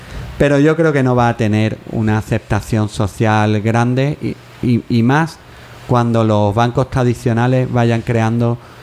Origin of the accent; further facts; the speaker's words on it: Jerez de la Frontera, Andalusia, Spain; pero en mi tierra, en Jerez, hubo lo que se llamó el zoquito